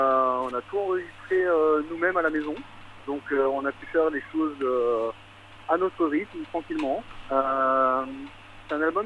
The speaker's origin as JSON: {"language": "French", "town": "Strasbourg", "region": "Grand Est", "country": "France", "said": "Moi, je suis de Strasbourg"}